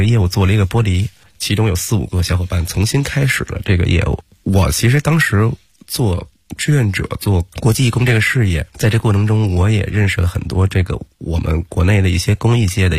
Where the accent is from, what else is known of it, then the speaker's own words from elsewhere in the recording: China; 我们其实作为中国人